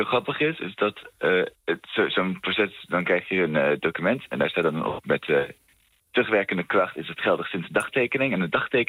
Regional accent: Netherlands; born there; ik Frans ben, dus een Europees staatsburger. Ik ben geboren in Nederland.

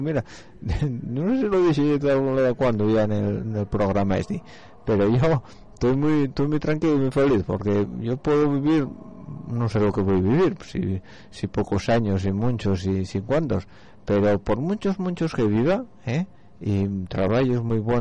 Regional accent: Spain; en este país, en España, yo soy español, coño, tengo un carnet glupón.

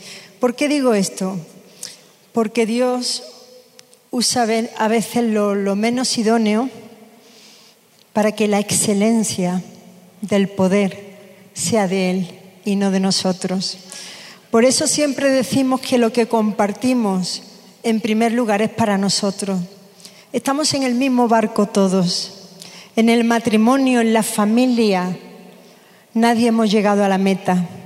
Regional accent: South, Spain; yo soy del sur de España

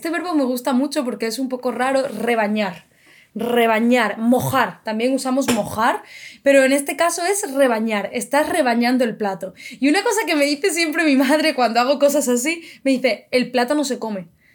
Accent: Spain; a vosotros, que sois extranjeros, y a nosotros, que somos españoles

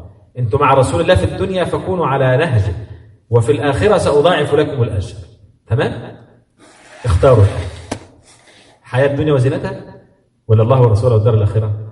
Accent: Egypt; وأنا آسف المعنى عندنا في مصر كده

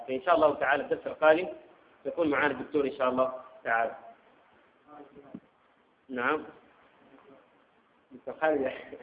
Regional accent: Sudan; عندنا في السودان هنا

